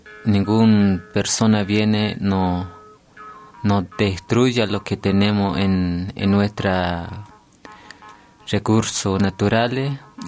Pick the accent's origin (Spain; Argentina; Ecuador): Argentina; Salta; soy corresponsal de la Red de Comunicación Indígena y vengo del departamento Rivadavia, de la provincia de Salta.